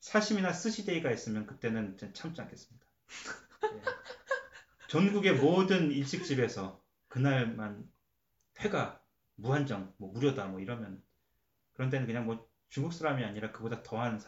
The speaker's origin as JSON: {"language": "Korean", "country": "South Korea", "said": "근데 저도 한국 사람이어서 그런지"}